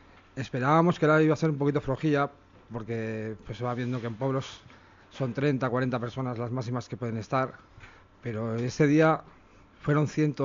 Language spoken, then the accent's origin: Spanish; Santo Domingo de la Calzada, La Rioja, Spain; no, yo soy de un pueblo de La Rioja, de Santo Domingo, La Cazada, entonces yo no sabía si pasaba por mi pueblo